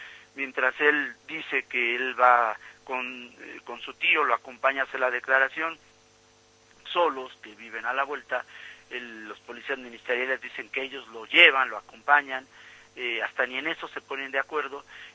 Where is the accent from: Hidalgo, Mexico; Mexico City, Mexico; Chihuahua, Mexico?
Mexico City, Mexico; que sí somos gente de este barrio, que sí somos gente de Tepito, orgullosamente tepiteños